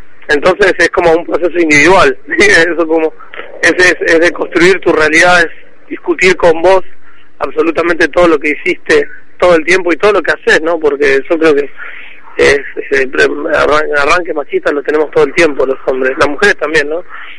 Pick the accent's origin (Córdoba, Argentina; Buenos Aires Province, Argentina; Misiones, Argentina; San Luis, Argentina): Buenos Aires Province, Argentina; La Plata; yo soy de acá de La Plata, de provincia de Buenos Aires.